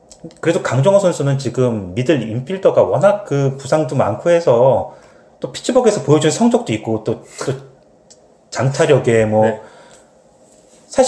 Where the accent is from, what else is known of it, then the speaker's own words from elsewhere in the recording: South Korea; now in Canada; 팬은 아니고 그냥 한국 사람이니까